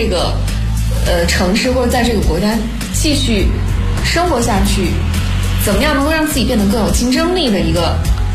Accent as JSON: {"language": "Chinese", "country": "China"}